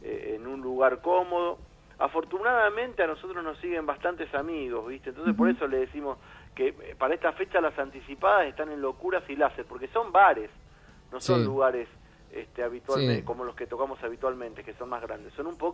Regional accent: Morón, Buenos Aires Province, Argentina; Mira, yo soy de Morón, de Morón

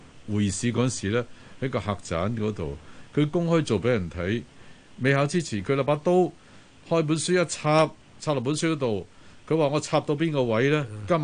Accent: Xinhui, Guangdong, China; 我係新會人，係新會嘅潮年人。

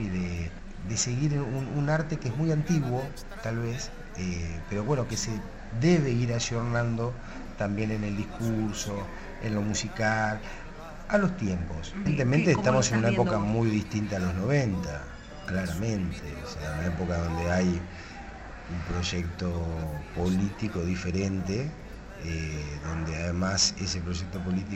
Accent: La Plata, Buenos Aires Province, Argentina; born there; Sí, todo en la ciudad de La Plata. Nací en Tolosa, en un barrio de La Plata.

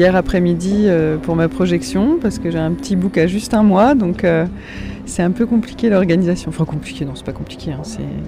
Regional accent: Auvergne-Rhône-Alpes, France; Moi je suis pas très loin du Grand Bivouac en fait, puisque j'habite à Annecy. Donc je suis originaire de Haute-Savoie. Et qui je suis ? Je suis une femme de 31 ans, bientôt. Et voilà, originaire de Haute-Savoie

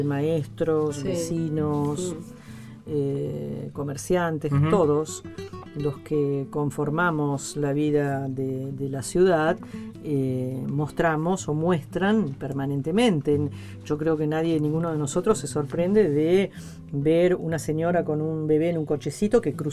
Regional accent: Buenos Aires, Argentina; los argentinos, o al menos los porteños, somos muchísimo más italianos que españoles.

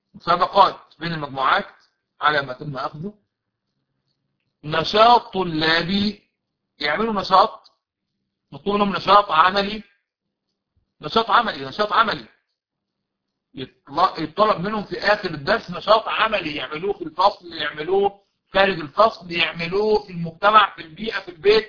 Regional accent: Egypt

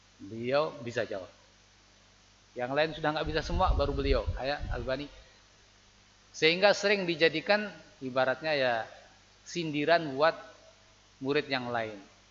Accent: Temanggung, Central Java, Indonesia; saya dari Temanggung enggak tahu kondisi sini. Tapi sama, di Temanggung juga begitu.

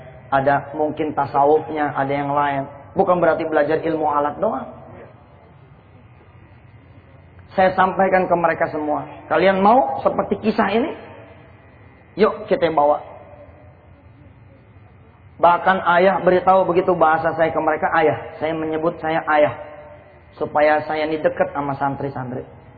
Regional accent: Ketapa, Indonesia; orang-orang tua kampung saya di kampung Ketapa.

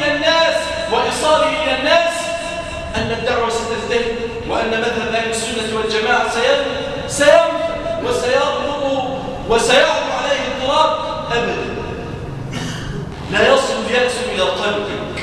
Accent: Damietta, Damietta Governorate, Egypt; اللهم احفظ بلادنا مصر واجعلها واحة للأمن والأمان. اللهم احفظ بلادنا دمياط واجعلها واحة للأمن والأمان

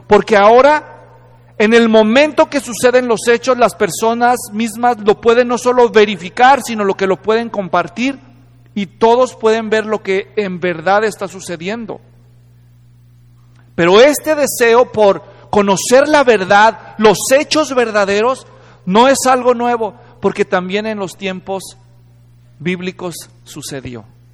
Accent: Guadalajara, Jalisco, Mexico; born there; este lugar culturalmente importante en la ciudad de Guadalajara, donde yo nací

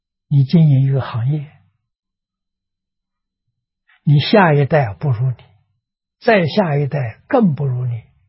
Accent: China; 我们中国人所谓青出于蓝而胜于蓝

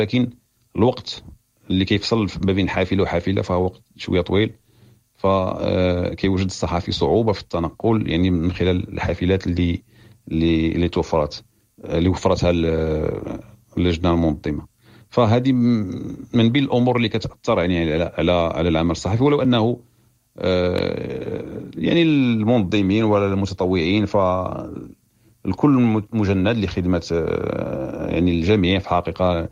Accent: Morocco; وبالنسبه لينا حنا كوفد مغربي يعني موفد صحفي مغربي

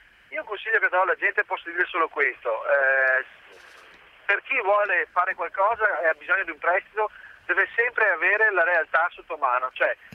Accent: Treviso, Veneto, Italy; ho 39 anni, sono di Treviso.

